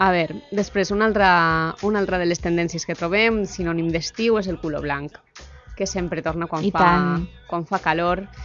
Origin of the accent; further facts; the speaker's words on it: Valencian Community, Spain; jo que sóc del País Valencià i també d'un poble de costa